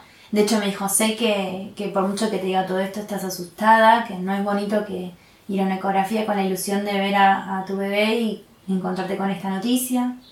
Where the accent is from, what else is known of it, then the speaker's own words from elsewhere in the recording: La Plata, Buenos Aires Province, Argentina; yo soy de La Plata, soy de La Plata, nací en La Plata